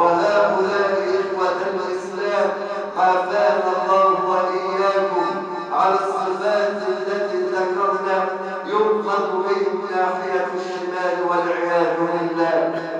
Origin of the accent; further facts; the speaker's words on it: Egypt; واحفظ بلدنا مصر بالبلد الامنه سخاء